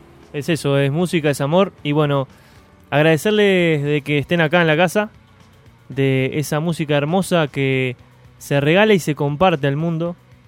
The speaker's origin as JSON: {"language": "Spanish", "region": "Rocha", "country": "Uruguay", "tie": "born or raised there", "lives_now": "Montevideo, Uruguay", "said": "Seguramente haciendo alguna vuelta, si se puede, por mi pueblo Rocha, si se puede por acá por Montevideo"}